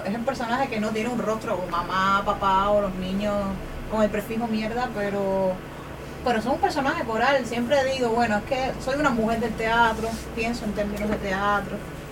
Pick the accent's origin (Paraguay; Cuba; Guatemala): Cuba; es bastante común en mi país, se lee mucho pirateado, porque a veces, no sé, es que pues los libros viajan, sobre todo en Cuba